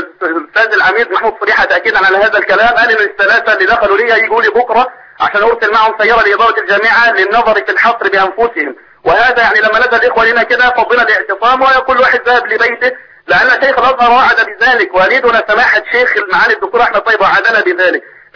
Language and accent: Arabic; Egypt; لا زالت هذه السياسه القاذره عندنا في مصر